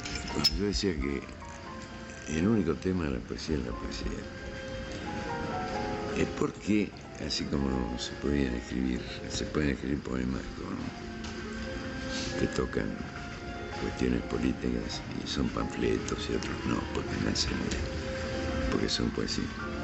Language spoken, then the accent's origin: Spanish; Argentina; born there; Yo pertenezco a una familia ucraniana, yo soy el único argentino. Y mi hermano mayor, ya ellos se emigraron a la Argentina, donde yo nací.